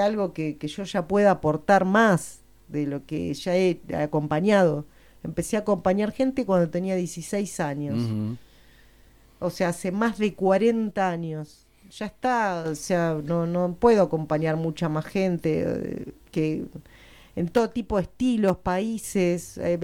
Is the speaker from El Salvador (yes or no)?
no; Spain; porque soy española.